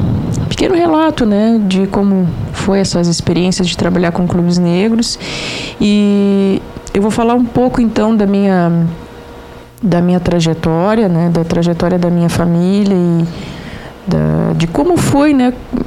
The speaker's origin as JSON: {"language": "Portuguese", "town": "Jaguarão", "region": "Rio Grande do Sul", "country": "Brazil", "tie": "born or raised there", "said": "eu sou natural de Jaguarão, então, a minha família, por parte de pai, em descendência escrava, trabalharam em fazendas em Jaguarão."}